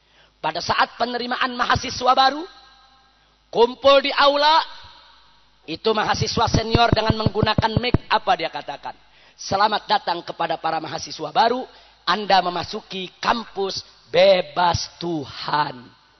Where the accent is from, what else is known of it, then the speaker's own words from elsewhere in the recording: Jakarta, Indonesia; Saya lahir di Jakarta, besar di Jakarta.